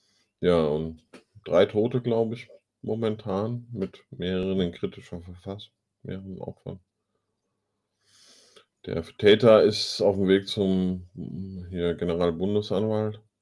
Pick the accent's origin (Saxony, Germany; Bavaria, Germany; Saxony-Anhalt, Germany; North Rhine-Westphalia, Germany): North Rhine-Westphalia, Germany; Solingen, Stadt der Klingen. Die Artikel schreiben sich praktisch von selbst. Ich bin da in der Nähe groß geworden.